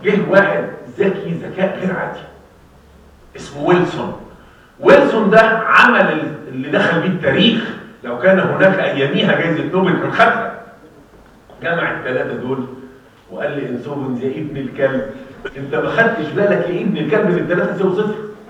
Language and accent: Arabic; Egypt; احنا مصريين نعمل ريكتال ليد